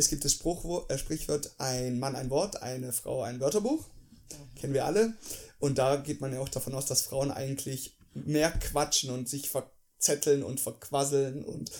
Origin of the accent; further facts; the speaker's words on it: Germany; Ich bin ja Deutscher eigentlich.